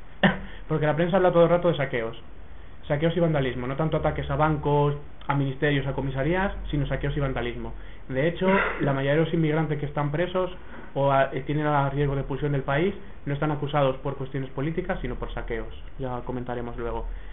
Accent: Barcelona, Catalonia, Spain; concretamente nosotros que venimos de Barcelona

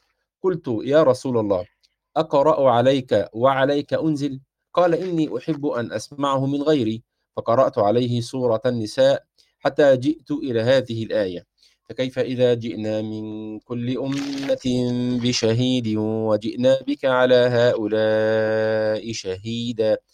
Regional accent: Egypt; فيما نسميه عندنا في مصر الشبشب

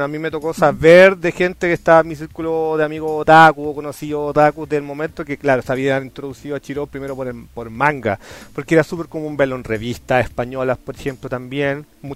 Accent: Chile; para mí, como chileno y como persona de mi edad de ese momento

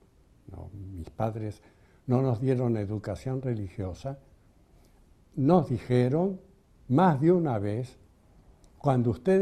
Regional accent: Argentina; mis dos hermanas mayores nacidas en Barcelona, fueron bautizadas, pero los que nacimos acá en la República Argentina ya no fuimos bautizados, fuimos creados en una atmósfera de libre pensamiento.

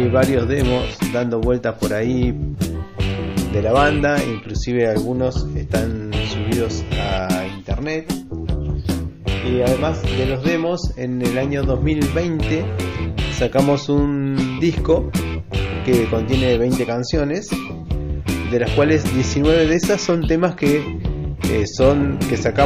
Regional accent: Trelew, Chubut, Argentina; La banda es … somos de Trelew, Chubut.

